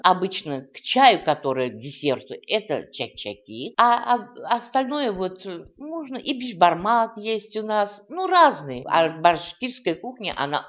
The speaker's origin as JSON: {"language": "Russian", "town": "Ufa", "region": "Bashkortostan", "country": "Russia", "tie": "born there", "said": "Родилась я в Уфе. В школу ходила в русскую. Я сама татарка"}